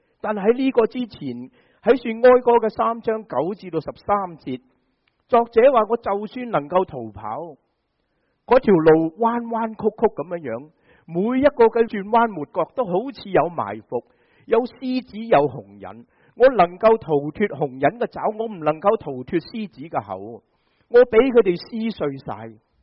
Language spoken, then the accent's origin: Chinese; China; 这个就好像我们中国人说被人唱衰晒